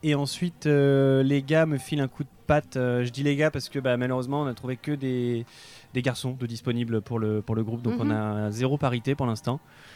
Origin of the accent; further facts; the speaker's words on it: Caen, Normandy, France; born there; now in Tours, France; Parce que je suis né à Caen, donc j'avais un petit réseau là-bas.